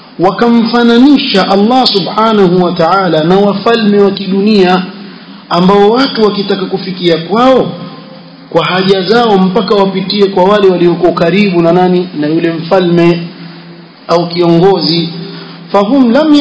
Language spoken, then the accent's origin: Swahili; Hadhramaut, Yemen; kule kwetu Hadhramaut